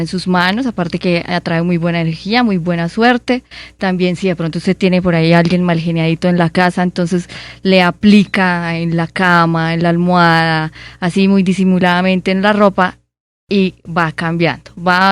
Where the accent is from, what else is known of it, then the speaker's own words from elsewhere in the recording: Málaga, Santander, Colombia; yo soy santandereana.